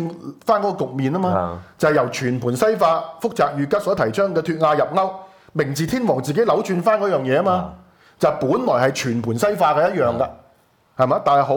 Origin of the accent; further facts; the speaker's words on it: Hong Kong; 包括到我們香港人死人那些出殯的儀式